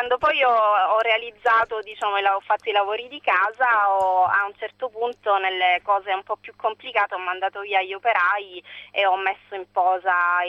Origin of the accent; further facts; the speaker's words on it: Sicily, Italy; la mia nonna si chiamava Rosalia, però essendo troppo regionale mi avrebbero subito identificato come siciliana doc.